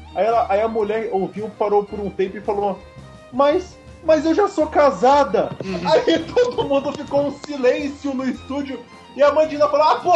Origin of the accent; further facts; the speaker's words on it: Cubatão, São Paulo, Brazil; Eu, quando era criança, eu morava em Cubatão, né? Cidade ali do litoral de São Paulo.